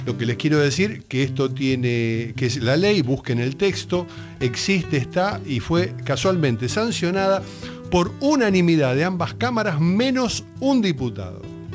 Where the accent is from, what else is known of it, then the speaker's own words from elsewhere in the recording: Argentina; ¿Qué nos pasa como nación, como argentinos, como pueblo?